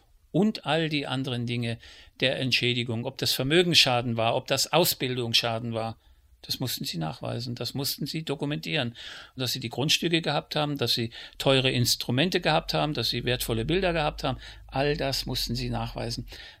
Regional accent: Germany; Ich bin Deutscher und ich spreche die deutsche Sprache

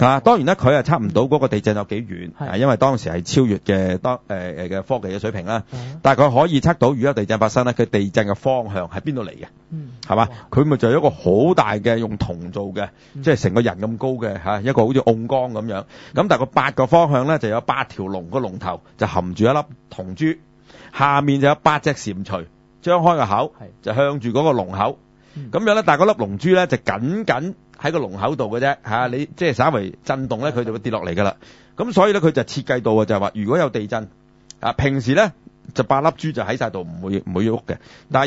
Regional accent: China; 就系、是、我哋中国人发明嘅

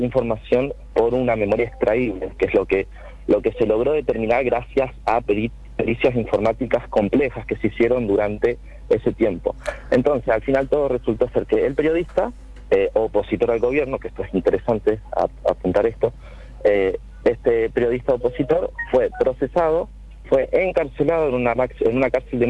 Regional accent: Córdoba, Argentina; te explico, no, soy cordobés, yo no soy santafesino.

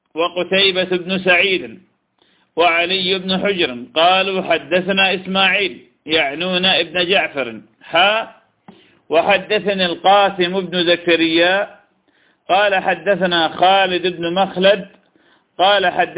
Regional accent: Iraq; طير الحجل طير جميل كنا نصطاده في بلادنا العراق

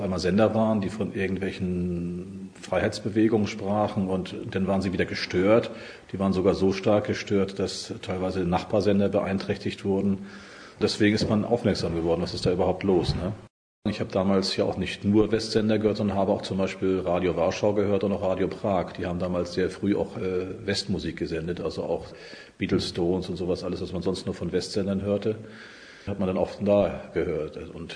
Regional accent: Bad Doberan, Mecklenburg-Vorpommern, Germany; wir haben in Bad Doberan, das ist mein Heimatort, so an der Grenze der UKW-Reichweite vom NDR 2 gesehen

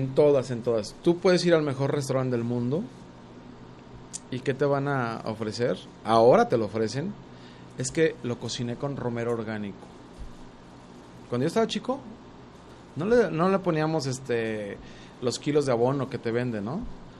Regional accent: San Antonio Juanacaxtla, Jalisco, Mexico; yo crecí en San Antonio Juanacaxtla, el municipio de Juanacatlán, que tiene una biodiversidad gigante y que estamos a 35 kilómetros de Guadalajara, pero casi nadie conoce esa zona.

